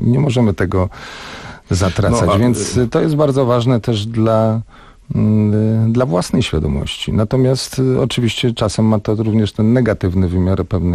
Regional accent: Warsaw, Masovian Voivodeship, Poland; wychowałem się w Warszawie, urodziłem w Warszawie, więc pomimo, że rodzina ma lwowskie korzenie

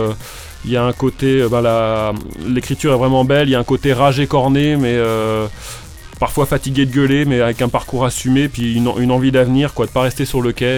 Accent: Pays de la Loire, France; Alors moi il se trouve que j'ai grandi en Mayenne.

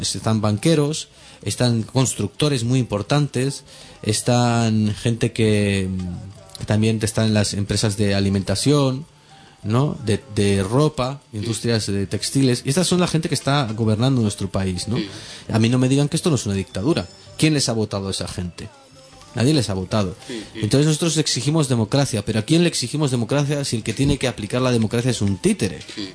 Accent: Catalonia, Spain; porque la mayoría somos andaluces o de otro lado, ¿sabes? Bueno, catalán también, vale, soy catalán, sí, pero somos migrantes.

